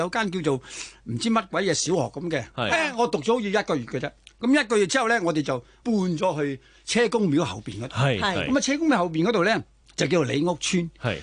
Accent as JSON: {"language": "Cantonese", "town": "Xinxing", "region": "Guangdong", "country": "China", "said": "因为我哋新兴人嚟噶嘛。"}